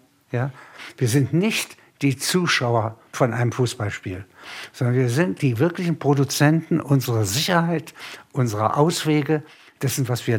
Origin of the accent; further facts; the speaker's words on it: Halberstadt, Saxony-Anhalt, Germany; eine Backsteinstadt, wie meine Heimatstadt, zerstört wird, hier Zementbauten zerstört werden. Das ist viel wüstenähnlicher. Wir haben in Halberstadt weiße Fahnen gehängt.